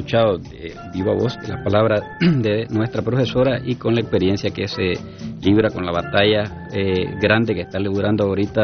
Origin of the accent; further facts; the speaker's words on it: Cuba; now in Nicaragua; nosotros, como pueblo cubano que somos, ya por derecho, pues nos estamos solidarizando